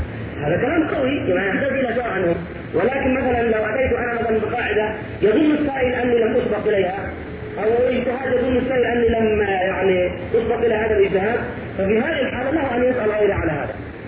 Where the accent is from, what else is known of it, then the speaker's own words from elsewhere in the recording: Egypt; يعني انه مصري وانا مصري